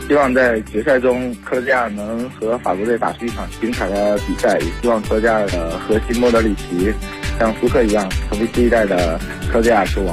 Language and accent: Chinese; Tongzhou, Beijing, China; 大家好，我是来自通州区的